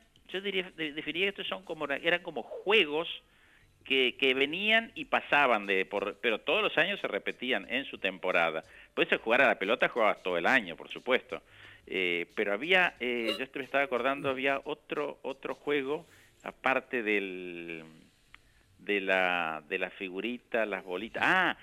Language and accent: Spanish; Bahía Blanca, Buenos Aires Province, Argentina; de chico viví en Bahía Blanca, viví en provincia de Buenos Aires, mis padres se mudaron un par de veces.